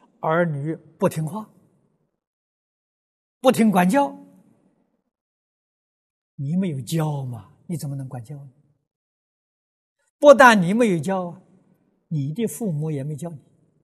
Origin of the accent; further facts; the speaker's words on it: China; 我们中国人常讲忠孝传家